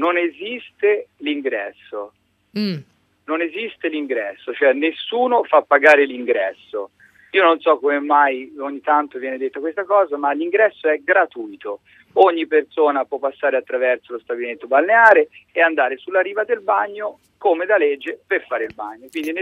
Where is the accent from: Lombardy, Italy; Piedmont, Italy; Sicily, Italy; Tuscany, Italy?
Tuscany, Italy; Io le parlo da toscano, che in Toscana, in Viareggio, in Versilia, ma in Toscana in generale abbiamo ogni tipo di offerta.